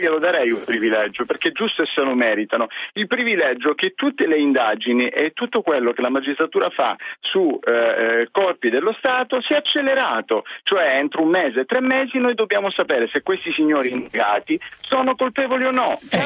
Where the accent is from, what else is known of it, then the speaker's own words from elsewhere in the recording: Calabria, Italy; io volevo fare giusto una velocissima premessa dicendo che io sono calabrese.